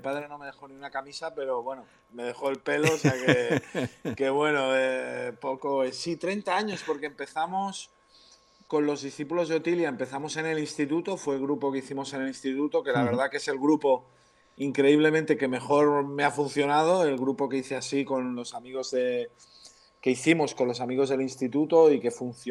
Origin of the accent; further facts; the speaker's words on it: Sant Feliu de Guíxols, Catalonia, Spain; Desde mi pueblo, San Feliu de Guíxols, pueblo que aún no he tocado nunca